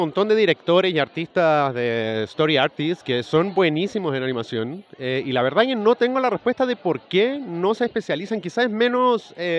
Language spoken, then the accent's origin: Spanish; Chile; yo soy chileno y estoy hace 6 años.